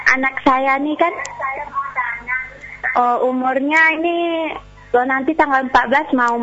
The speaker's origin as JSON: {"language": "Indonesian", "town": "Ambon", "region": "Maluku", "country": "Indonesia", "lives_now": "Jambi, Indonesia", "said": "Saya dari Ambon di Jambi."}